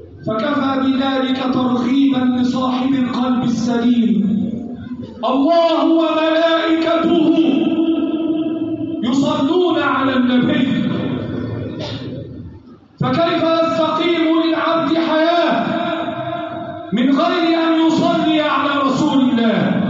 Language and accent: Arabic; Egypt; اللهم احفظ بلادنا مصر وسائر بلاد